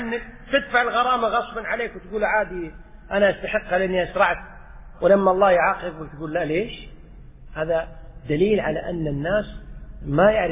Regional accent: Kuwait; حتى عندنا في الكويت في بعض الشوارع

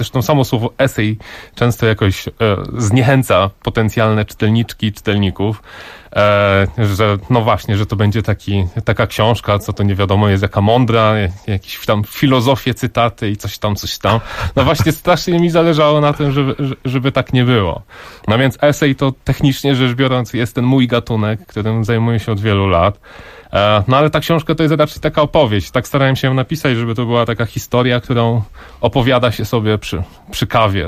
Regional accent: Żory, Silesian Voivodeship, Poland; born there; ja się urodziłem w Żorach, w budynku nieistniejącego już dzisiaj szpitala miejskiego w Żorach. Żory to jest takie górnośląskie miasteczko. Często ludzie pytają, gdzie to jest dokładnie. Jest dokładnie między Rybnikiem a Pszczyną, między Katowicami a Wisłą.

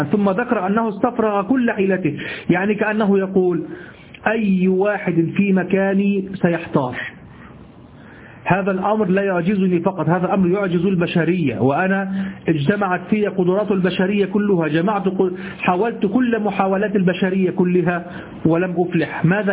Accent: Egypt; ما نستعمله نحن في دارجتنا المصرية

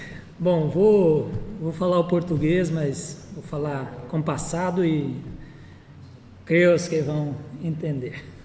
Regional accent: Novo Horizonte do Sul, Mato Grosso do Sul, Brazil; Em 92, minha adolescência em Novo Horizonte do Sul, que foi o primeiro assentamento que se tornou município no estado de Mato Grosso do Sul.

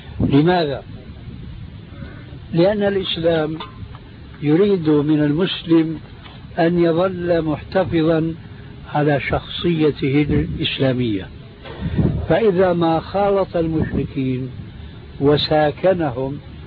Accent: Syria; هذه يسموها عندنا في سوريا برازيت

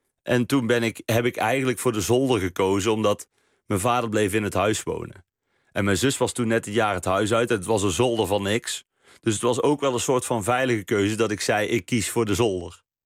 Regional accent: Best, North Brabant, Netherlands; Ik kwam uit Best, hè?

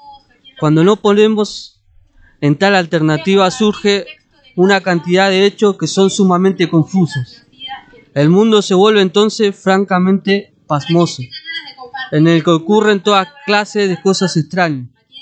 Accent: San Nicolás, Buenos Aires Province, Argentina; soy de San Nicolás

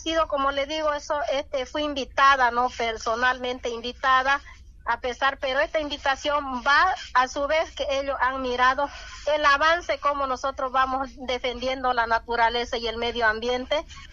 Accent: Bolivia; cuando todos lo sabemos como bolivianos.

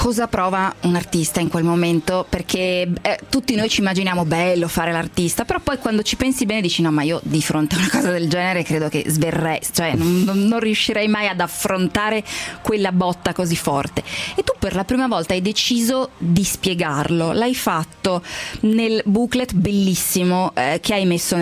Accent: Lombardy, Italy; La mia nonna, io sono brianzola, mi diceva: vedi, qui dalla Brianza tu però sei arrivata a parlare alla radio

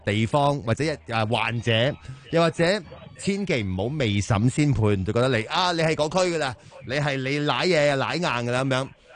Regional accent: Hong Kong; 我哋香港人呢会好紧张啊

